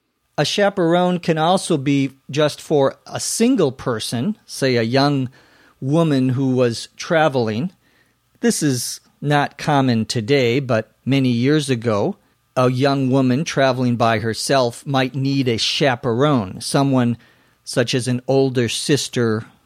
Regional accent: Minnesota, United States; To tag, T-A-G, some would pronounce it tag, but I'm from Minnesota, so I pronounce it tag

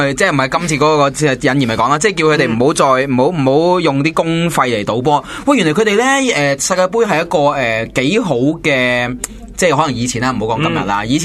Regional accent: Hong Kong; 我哋香港人賣嘢咧

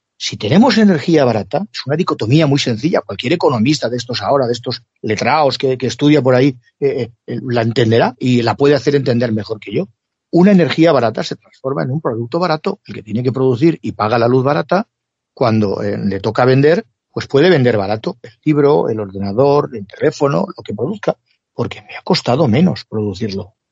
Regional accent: Spain; somos los españoles

